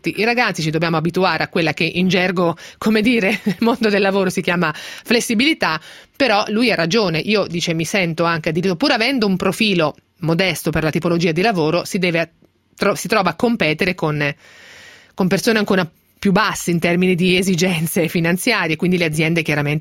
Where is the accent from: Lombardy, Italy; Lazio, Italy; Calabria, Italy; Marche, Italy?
Marche, Italy; A parte che sono marchigiana, quindi me lo immaginavo.